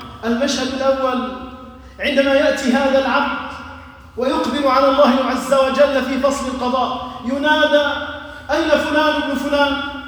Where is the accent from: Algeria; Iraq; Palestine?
Algeria; اللهم احفظ بلدنا الجزائر